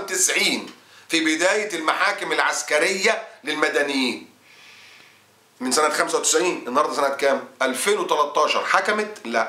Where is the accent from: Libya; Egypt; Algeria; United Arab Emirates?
Egypt